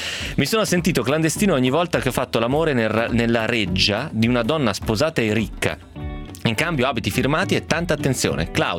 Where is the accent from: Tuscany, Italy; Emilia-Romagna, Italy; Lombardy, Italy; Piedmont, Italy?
Piedmont, Italy; Trecate; c'era un tizio delle mie parti, di Trecate